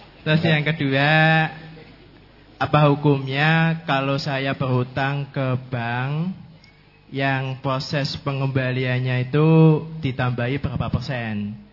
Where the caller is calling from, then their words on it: Comal, Central Java, Indonesia; Perkenalkan … alamat saya dari Desa Comal, Kabupaten Pemalang.